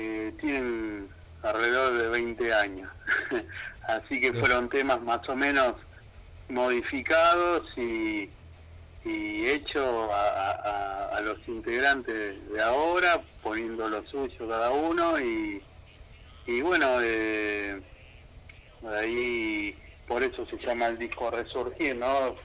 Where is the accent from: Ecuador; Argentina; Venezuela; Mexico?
Argentina; San Justo, Buenos Aires Province; nosotros somos acá de San Justo, Casanova, La Matanza, Buenos Aires, zona oeste.